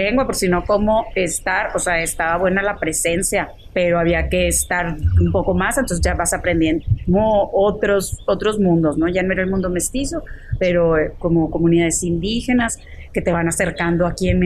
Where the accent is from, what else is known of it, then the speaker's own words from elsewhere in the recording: San Pedro Garza García, Nuevo León, Mexico; born there; Nací en Monterrey, en el municipio de San Pedro Garza García. Soy la cuarta hija de cuatro.